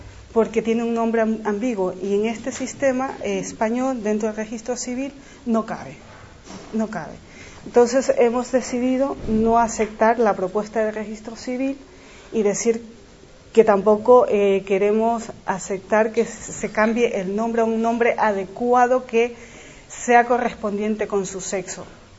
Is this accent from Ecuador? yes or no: yes; Ecuador; yo vengo de América Latina, sí, soy ecuatoriana, y mi genealogía es otra